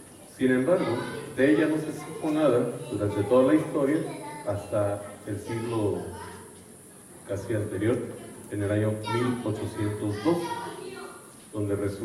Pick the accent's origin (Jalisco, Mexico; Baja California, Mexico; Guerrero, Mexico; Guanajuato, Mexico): Guanajuato, Mexico; Irapuato; soy originario de Irapuato, soy salesiano de San Juan Bosco, tengo 14 años ya como presbítero, fui ordenado ahí en el Santuario Nacional de San Juan Bosco en León